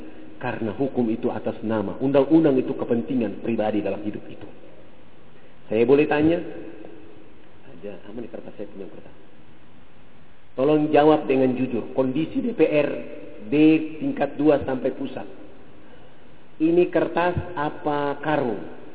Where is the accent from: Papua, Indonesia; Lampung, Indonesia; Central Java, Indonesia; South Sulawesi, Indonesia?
Papua, Indonesia; Saya berhadapan dengan mereka karena saya orang Irian dan saya bicara Muslim